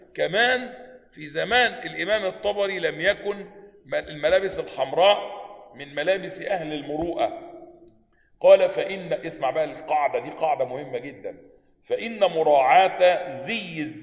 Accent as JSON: {"language": "Arabic", "country": "Egypt", "said": "معظم الاخوة عندنا في مصر ظنوا ان من سنة السلفية انه يلبس عباية"}